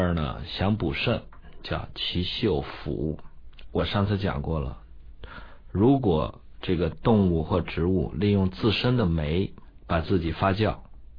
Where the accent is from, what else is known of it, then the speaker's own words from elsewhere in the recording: China; 我们中国人伟大发明了豆腐